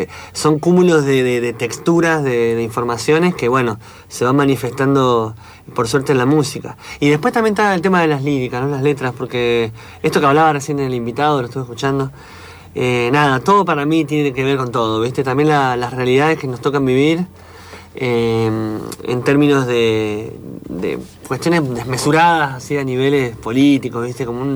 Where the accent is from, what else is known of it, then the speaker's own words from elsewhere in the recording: Tierra del Fuego, Argentina; also born or lived in Córdoba, Argentina; mis viejos son sanjuaninos, yo nací en Córdoba y me crié en Tierra del Fuego.